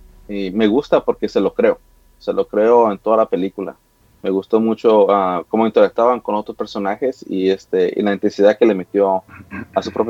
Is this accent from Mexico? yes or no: yes; Mexico; como hispano parlante, pues para mí era un orgullo. Y aparte, porque soy mexicano